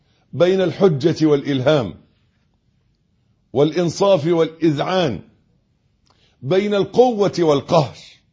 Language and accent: Arabic; Egypt; اللي إحنا بنقول عليه أبيض في عرفنا كمصريين